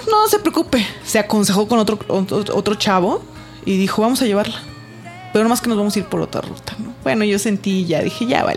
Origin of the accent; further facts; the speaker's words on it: Zacatecas, Mexico; moved away as an adult; now in Mexico City, Mexico; Recién llegada a la Ciudad de México, porque yo no soy del distrito, yo soy de Zacatecas.